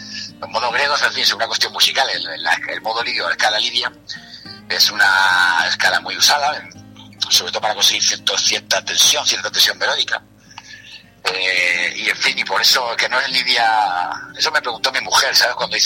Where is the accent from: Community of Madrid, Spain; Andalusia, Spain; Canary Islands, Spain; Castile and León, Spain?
Andalusia, Spain; Granada; born there; yo nací en Granada pues por esa cuestión puramente casual, ¿no? De que mi padre decidió venirse aquí a trabajar y al final se quedó aquí. Pero toda mi familia, todos mis ancestros son de eso, del norte de Cáceres, sur de Salamanca